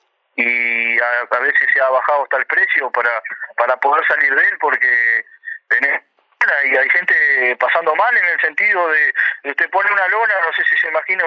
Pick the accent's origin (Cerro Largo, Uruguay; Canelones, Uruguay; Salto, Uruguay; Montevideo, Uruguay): Cerro Largo, Uruguay; Yo soy de Cerro Largo, estoy en la zona de Cerro Largo. De Cerro.